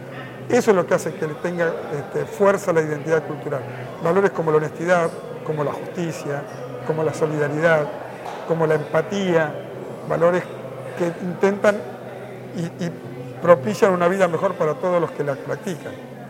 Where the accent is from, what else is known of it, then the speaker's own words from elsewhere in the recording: La Plata, Buenos Aires Province, Argentina; nosotros venimos de La Plata